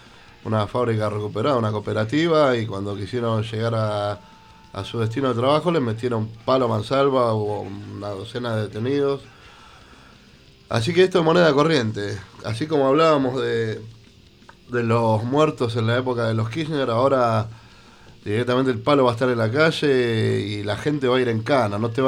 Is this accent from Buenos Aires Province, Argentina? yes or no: yes; Avellaneda, Buenos Aires Province, Argentina; Soy de Avellaneda, soy de Avellaneda